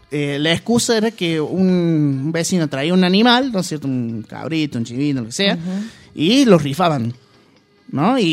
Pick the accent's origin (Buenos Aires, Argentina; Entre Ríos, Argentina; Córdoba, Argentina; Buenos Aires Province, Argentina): Entre Ríos, Argentina; Paraná; yo vengo de Paraná